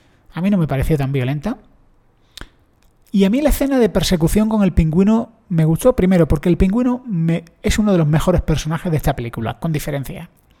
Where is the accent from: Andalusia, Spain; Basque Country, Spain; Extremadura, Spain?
Andalusia, Spain; Granada; Yo soy de Granada, que nadie se lo tome mal. Un granaíno de la calle